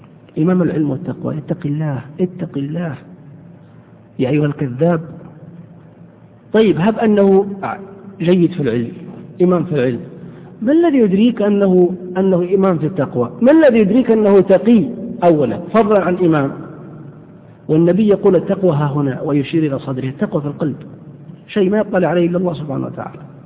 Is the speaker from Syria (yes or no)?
no; Saudi Arabia; بل إني سمعت مرة أحد الشباب يلقي قصيدة شعر بين يدي أحد الدعاة عندنا في السعودية